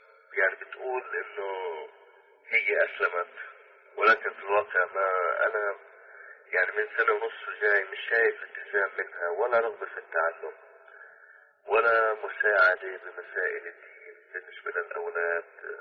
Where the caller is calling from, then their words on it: United States; أنا بتكلم معك من أمريكا.